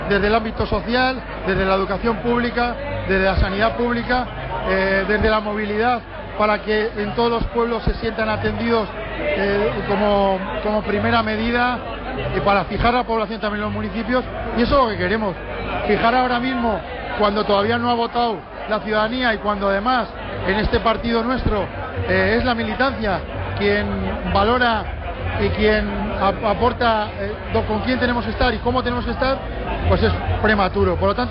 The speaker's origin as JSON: {"language": "Spanish", "region": "Navarre", "country": "Spain", "said": "que prevalezca el estatus de Navarra tal y como está, siendo navarros, siendo españoles y siendo europeos"}